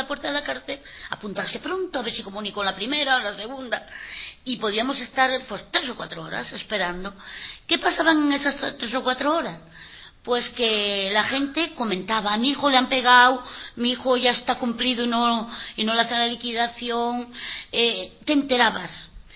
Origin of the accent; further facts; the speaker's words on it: Madrid, Community of Madrid, Spain; Nosotros no somos de Cantabria, somos de Vallecas.